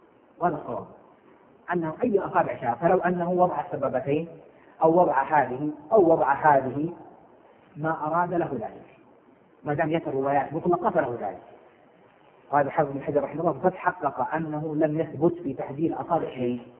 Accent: Hejaz, Saudi Arabia; كما هو الآن مشهور عندنا بالحجاز

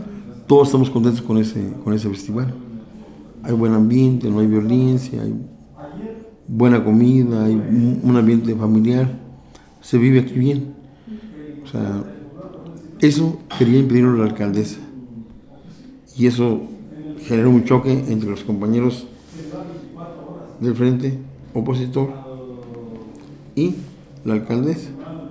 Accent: Matehuala, San Luis Potosí, Mexico; Yo soy de Matehuala, San Luis Potosí, soy potosino

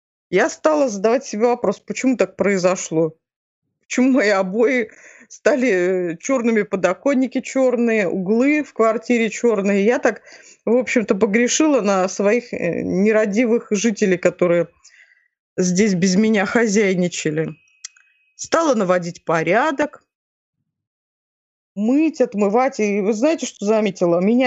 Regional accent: Novokuznetsk, Kemerovo Oblast, Russia; moved away as an adult; now in Moscow, Russia; я являюсь уроженкой города Новокузнецка, Кемеровской области, это всем известный Кузбасс и в пределах нашей страны, и за пределами ее.

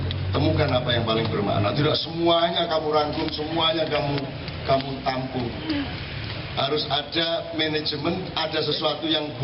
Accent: Surakarta, Central Java, Indonesia; Lho saya bukan orang Madura saya. Saya orang Solo.

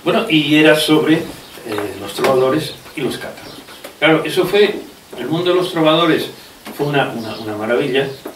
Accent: La Seu d'Urgell, Catalonia, Spain; born there; a mí me pasó que yo nací en la Seudurgel

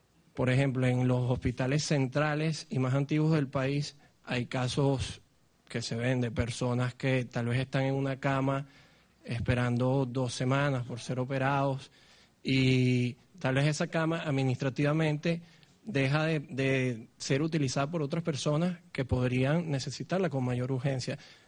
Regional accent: Caracas, Capital District, Venezuela; yo soy de Caracas.

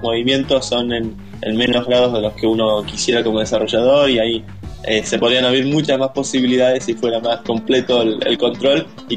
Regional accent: Argentina; Y sí, somos los únicos de Argentina, así que venimos así con algo.

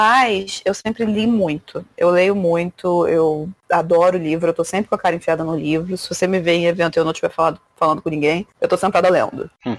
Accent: Rio de Janeiro, Brazil; Não, eu sou do Rio de Janeiro.

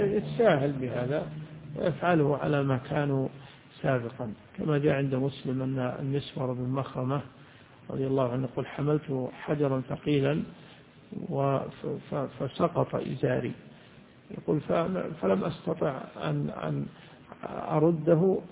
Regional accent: Najd, Saudi Arabia; يعني بعض الناس إلى عهد قريب عندنا في نجد يدخلون دورات المياه

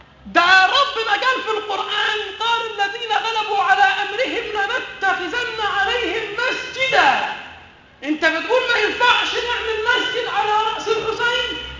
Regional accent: Aswan, Aswan Governorate, Egypt; الضريح ده بقدرة قادر تحول عندنا في أسوان

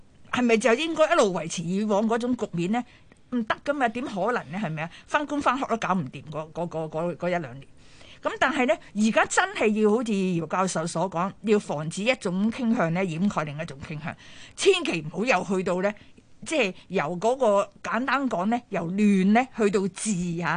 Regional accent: Hong Kong; 当然我们香港人看惯不是那么惯

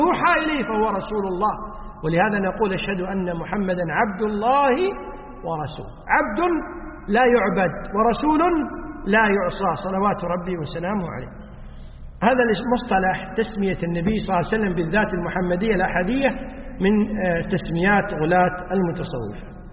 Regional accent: Kuwait; يعني يسموه حنا عندنا بالكويت يسمون دسوس، بالعربية القفازات.

